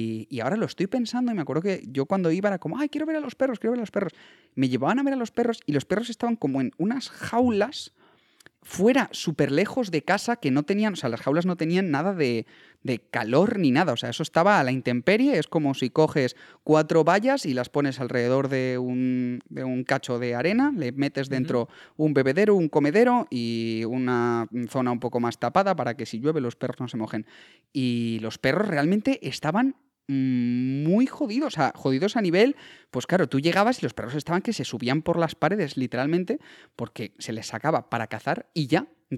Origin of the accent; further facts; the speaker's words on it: Castilla-La Mancha, Spain; salían como a cazar conejos por la zona de Guadalajara y demás, que por allí está mi pueblo